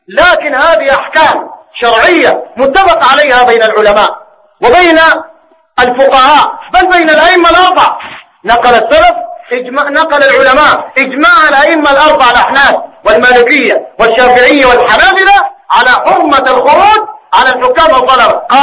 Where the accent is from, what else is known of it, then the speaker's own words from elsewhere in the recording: Sudan; زي ما هو الحاصل الواقع عندنا في السودان.